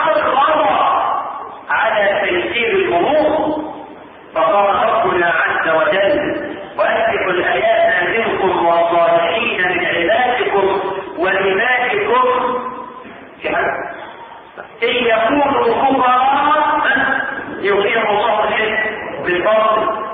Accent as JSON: {"language": "Arabic", "country": "Egypt", "said": "احنا كمصريين عندنا مثلا يوافق الشرع لكنه معقم."}